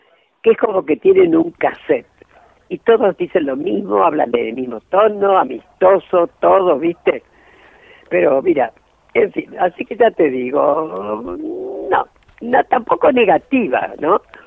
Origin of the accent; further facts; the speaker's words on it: Argentina; todos los que estamos acá somos argentinos